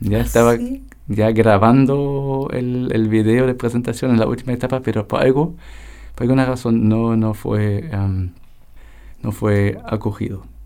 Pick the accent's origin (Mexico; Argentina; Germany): Germany; yo soy alemán